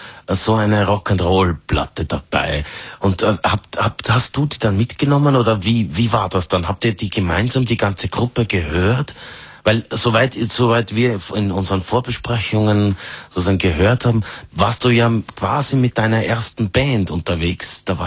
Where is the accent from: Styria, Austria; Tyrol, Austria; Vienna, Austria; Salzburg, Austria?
Tyrol, Austria; Also ich weiß nicht, ich kann nur sagen, wie das bei uns in Tirol war. Ich war noch sehr klein, was ich von meinen Eltern mitbekommen habe.